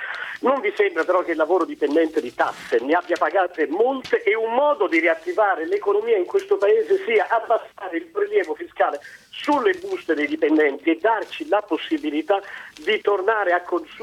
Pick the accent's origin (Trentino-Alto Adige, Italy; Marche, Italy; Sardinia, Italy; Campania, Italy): Campania, Italy; Naples; now in Bologna, Italy; telefono da Bologna, però sono di Napoli, sì. Ho sentito nella mia città d'origine